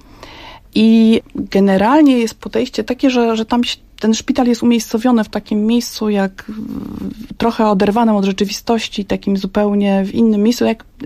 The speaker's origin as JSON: {"language": "Polish", "town": "Pionki", "region": "Masovian Voivodeship", "country": "Poland", "tie": "born or raised there", "said": "pochodzi z mojego rodzinnego miasta, z Pionek."}